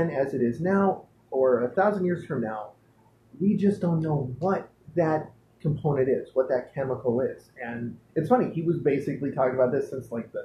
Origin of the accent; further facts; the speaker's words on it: San Pedro, California, United States; Well, the thing is he grew up in my hometown, San Pedro, California.